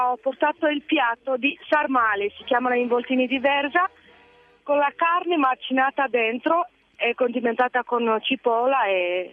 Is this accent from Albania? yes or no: no; Craiova, Dolj, Romania; now in Italy; Vengo dalla zona di Craiova, più dal sud della Romania. Siamo qui da 8 anni, ci troviamo bene.